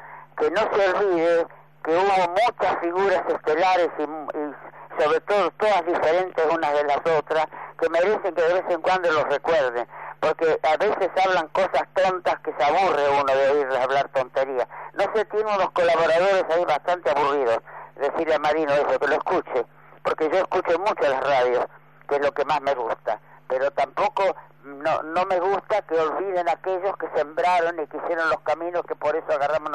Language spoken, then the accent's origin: Spanish; Buenos Aires, Argentina; que soy bastante porteña y también campesina.